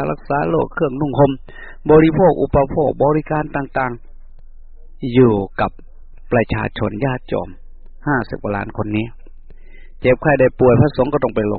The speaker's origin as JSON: {"language": "Thai", "region": "Isan", "country": "Thailand", "said": "พูดภาษาบ้านเราอีสาน"}